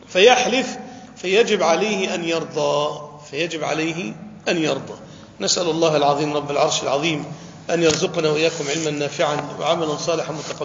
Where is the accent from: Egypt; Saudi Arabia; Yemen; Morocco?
Egypt; أنا أذكر واقعة حدثت وأنا كنت شاهد فيها في عندنا في مصر، يعني تقريبا منذ 20 عام